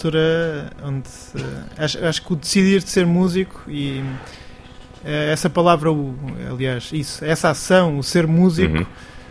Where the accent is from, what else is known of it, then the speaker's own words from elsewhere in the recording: Alcobaça, Leiria, Portugal; Mas eu sou da zona de Alcobaça e tenho bandas para aí desde os 14, 15 anos.